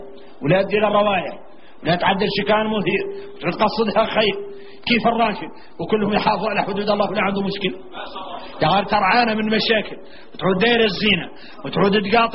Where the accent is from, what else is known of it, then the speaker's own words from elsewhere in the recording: Mauritania; احنا موريتاني ما عندنا شراء ضمولة